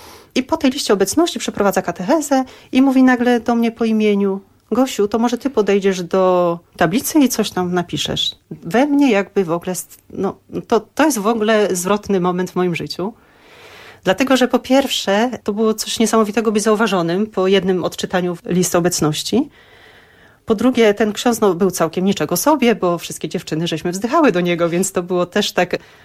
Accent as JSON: {"language": "Polish", "town": "Szczecin", "region": "West Pomeranian Voivodeship", "country": "Poland", "said": "Ja pochodzę ze Szczecina. Jest to środowisko takie bardziej ateistyczne niż religijne. Nasi rodzice, którzy tam osiedlili się w Szczecinie, każdy pochodził z innej części Kresy, tak?"}